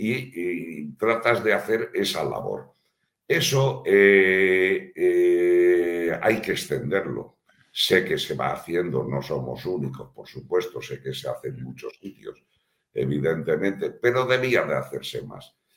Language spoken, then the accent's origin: Spanish; Valencia, Valencian Community, Spain; Mira, aquí a mí además me gusta presumir de mi tierra. Aquí en Valencia tenemos en el Club de Bugarra una escuela de pesca.